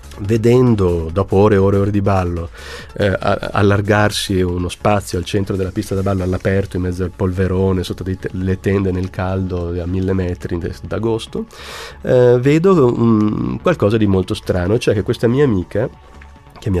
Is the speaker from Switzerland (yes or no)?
yes; Switzerland; born there; io sono nato in Svizzera e quindi non sono stato neanche battezzato, e sono cresciuto sempre con un convinto sano ateismo